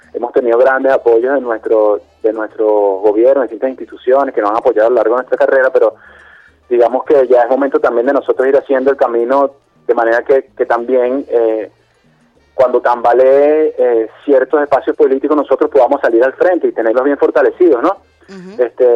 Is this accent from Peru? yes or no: no; Venezuela; sentirnos fuertes en nuestra identidad y en lo que somos como venezolanos